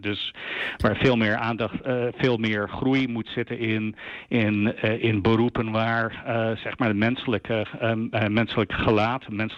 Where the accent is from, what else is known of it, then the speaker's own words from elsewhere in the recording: United States; Ja, ik ben naarmate dat ik heb als Amerikaan toen ik jonger was, dan heb ik denk ik wel 60, misschien 70 uur per week gewerkt.